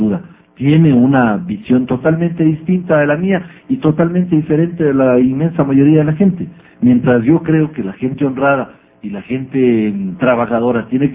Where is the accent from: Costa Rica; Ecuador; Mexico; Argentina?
Ecuador; O somos más los ecuatorianos que queremos vivir en paz.